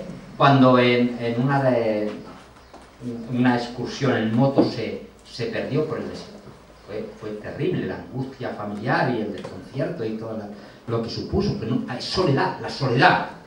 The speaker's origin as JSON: {"language": "Spanish", "region": "Castilla-La Mancha", "country": "Spain", "tie": "born there", "said": "un horizonte plano como las tierras de la Mancha donde yo nací"}